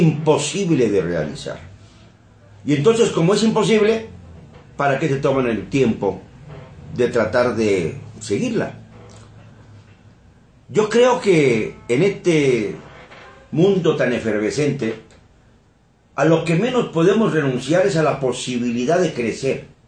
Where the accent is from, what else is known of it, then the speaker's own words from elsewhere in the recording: Mexico; hablar de los mexicanos, porque también yo soy mexicano